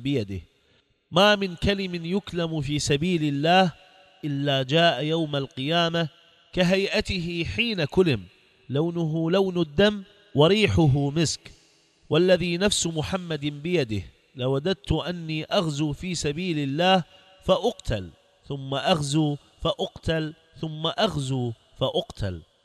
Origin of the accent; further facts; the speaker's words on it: Iraq; أصبح الجهاد عندنا في العراق